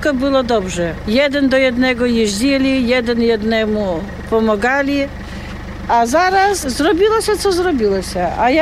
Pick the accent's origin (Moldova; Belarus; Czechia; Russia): Belarus; Polish is a second language; now in Poland; Chcę powiedzieć, bo ja jestem Białorusinka.